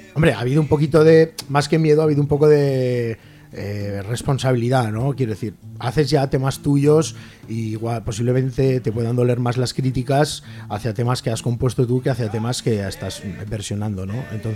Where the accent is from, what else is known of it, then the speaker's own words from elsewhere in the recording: Aragon, Spain; nosotros no somos del espacio exterior, somos de la Ribera del Ebro